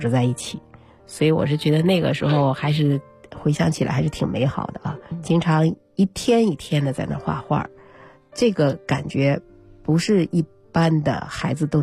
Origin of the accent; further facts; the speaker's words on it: Beijing, China; 我先说我是北京人，从小在北京的这样一个比较博大的这种文化的氛围里面啊